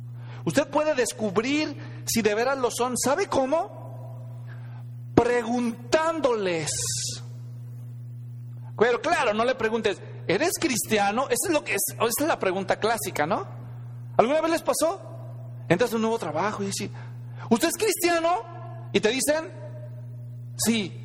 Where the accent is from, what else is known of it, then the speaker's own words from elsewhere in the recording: Mexico; era muy difícil encontrar cristianos en México, allá de donde yo vengo.